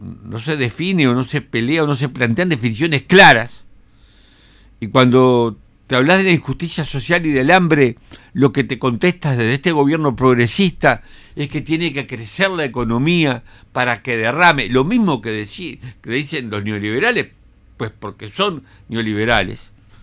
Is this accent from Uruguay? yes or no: yes; Uruguay; Que como uruguayos lo que estamos haciendo es exigirle al gobierno que tenga una actitud digna